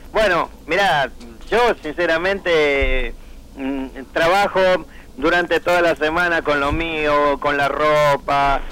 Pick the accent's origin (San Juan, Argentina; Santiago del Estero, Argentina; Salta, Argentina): Salta, Argentina; born there; mucha gente me dice, creía que yo era cordobés, pero no, nací en Salta.